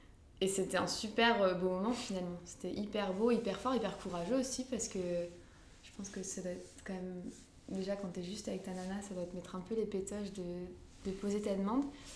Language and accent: French; Lambersart, Hauts-de-France, France; juste dans ma ville où j'ai grandi en fait, à Lambersart.